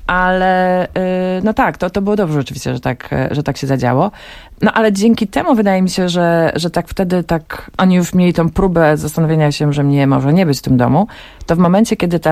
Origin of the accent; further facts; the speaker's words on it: Głogów, Lower Silesian Voivodeship, Poland; mam dwóch starszych braci, byłam najmłodsza i urodziłam się w Głogowie, tam mieszkałam.